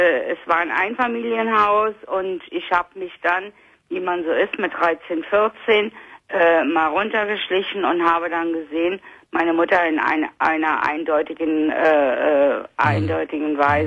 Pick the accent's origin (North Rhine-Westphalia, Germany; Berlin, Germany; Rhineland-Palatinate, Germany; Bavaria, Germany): Rhineland-Palatinate, Germany; ich komme aus Rheinland-Pfalz